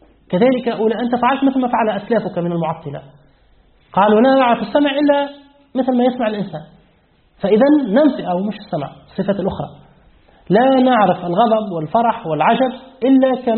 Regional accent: Tunisia; لأن الثلث الأخير عندنا في تونس يبدأ من الساعة الثانية ليلة،

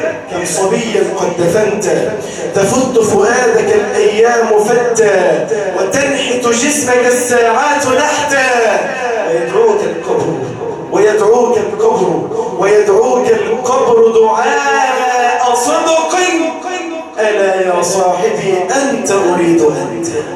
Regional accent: Mansoura, Dakahlia, Egypt; والله عندنا في المنصورة ما في يوم يمر علينا في قريتي

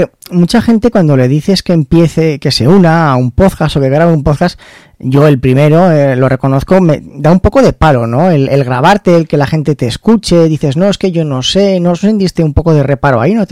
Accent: Zaragoza, Aragon, Spain; que es de aquí de Zaragoza, de donde soy yo

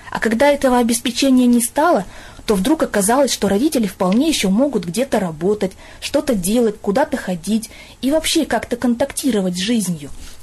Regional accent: Chelyabinsk, Chelyabinsk Oblast, Russia; я из Челябинска.

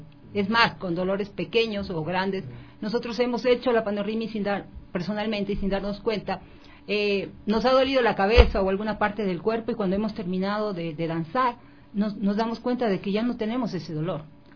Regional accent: Guayaquil, Guayas, Ecuador; yo me crié en la costa, en Guayaquil, por eso considero que soy 100% producto ecuatoriano. Mis padres son de Quito y de Riobamba, mis abuelos son de Chone, entonces yo no puedo decir que no soy ecuatoriano, soy 100% ecuatoriano

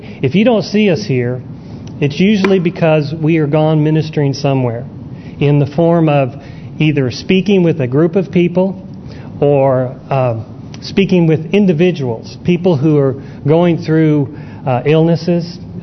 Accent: San Diego, California, United States; born there; I was born in California, San Diego.

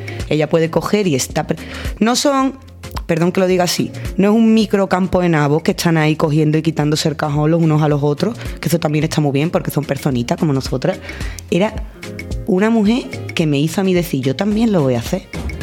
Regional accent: Seville, Andalusia, Spain; now in Granada, Spain; cuando llegué aquí a Granada, que yo soy de Sevilla

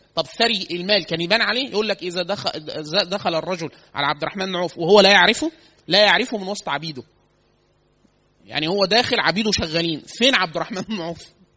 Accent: Upper Egypt, Egypt; احنا عندنا في الصعيد كتير سوق الخضار، فسوق كبيرة جدا.

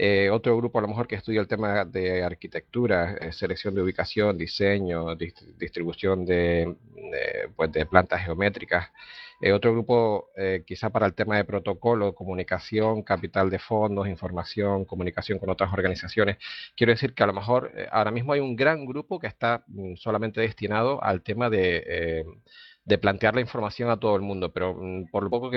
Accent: Las Palmas, Canary Islands, Spain; de Las Palmas

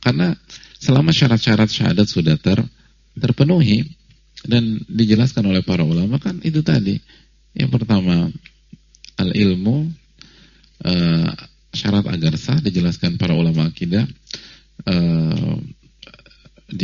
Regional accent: Yogyakarta, Special Region of Yogyakarta, Indonesia; Saya dari Jogja dan ibu dari Lampung.

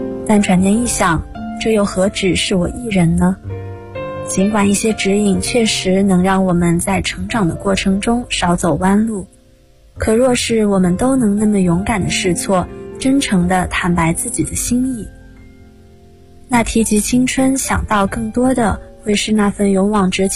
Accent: Jiangxi, China; now in Nanjing, China; ，我在南京大学，

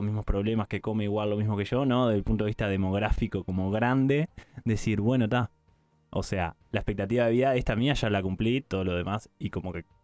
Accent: Uruguay; yo vivo, estoy enmarcado en esta población, en esta región, soy uruguayo, llegué, tuve la suerte de llegar a la expectativa de vida y pensarlo como estadísticamente, decir, bueno, soy hombre, tengo 72 años

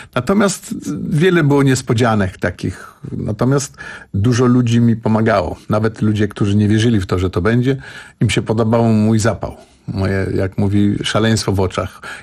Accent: Warsaw, Masovian Voivodeship, Poland; ponieważ jestem warszawiakiem od wielu pokoleń

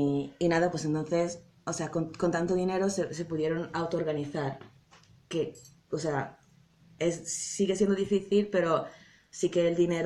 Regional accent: Italy; es de mi raíz, o sea, vengo de Italia y de Sud Europa y es muy diferente

